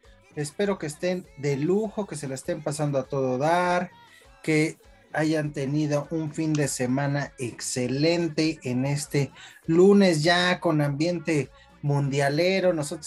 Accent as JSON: {"language": "Spanish", "country": "Mexico", "said": "Me da gusto como mexicano, me da gusto."}